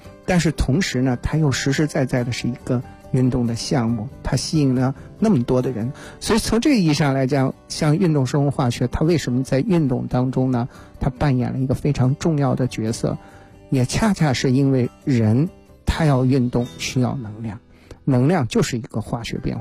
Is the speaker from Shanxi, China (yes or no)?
yes; Shanxi, China; 我是那个4月份呢去我的故乡山西啊，